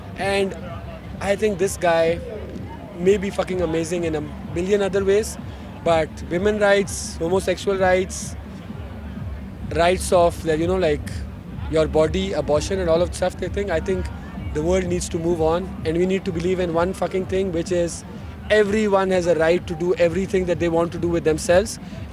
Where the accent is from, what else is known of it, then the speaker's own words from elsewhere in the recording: Pakistan; I'm from Pakistan.